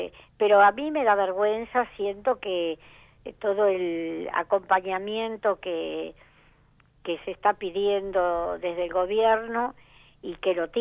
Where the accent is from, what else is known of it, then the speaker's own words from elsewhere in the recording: Argentina; a mí como argentina me da vergüenza